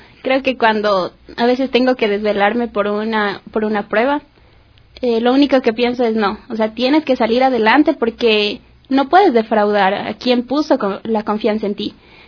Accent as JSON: {"language": "Spanish", "town": "Quito", "region": "Pichincha", "country": "Ecuador", "said": "todos los que somos de acá de Quito"}